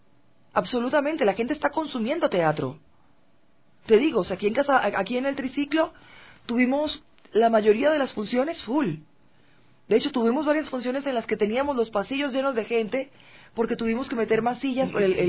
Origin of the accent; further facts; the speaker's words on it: Venezuela; now in Quito, Ecuador; yo que soy venezolana y tal vez no estoy tan incorporada aún con la sociedad quiteña